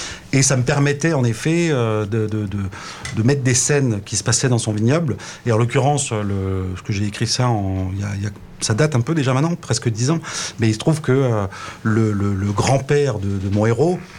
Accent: Grand Est, France; Alors l'histoire du schnapps, c'est parce que moi je viens évidemment d'Alsace.

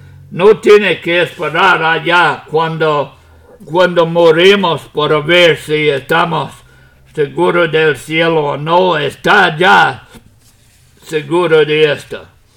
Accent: United States; Spanish is a second language; moved away as an adult; now in Puerto Rico; Ya aunque yo soy americano, Puerto Rico es mi país ahora.

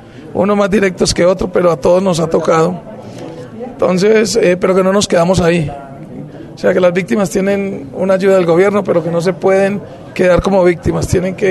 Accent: Colombia; somos todos los colombianos los que tenemos que hacer la paz.

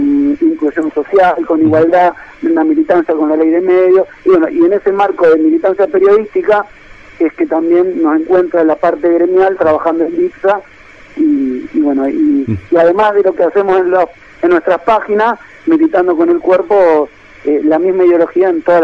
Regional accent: Chovet, Santa Fe, Argentina; lo repartí yo casa por casa en mi pueblo natal, que es Chobet.

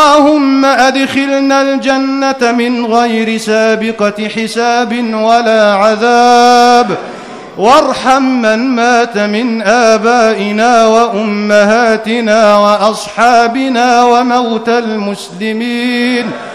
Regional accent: Egypt; واحفظ بلدنا مصر من كل مكروه وسوء.

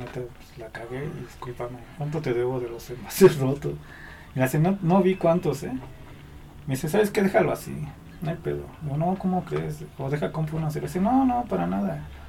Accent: Iztapalapa, Mexico City, Mexico; También en mi barrio así, ¿no? O sea, soy de Iztapalapa

